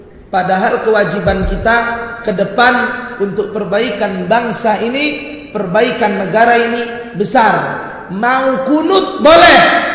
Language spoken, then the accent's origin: Indonesian; Medan, North Sumatra, Indonesia; saya orang Melayu, Deli Serdang, orang Medan. Jadi begini cakap awak.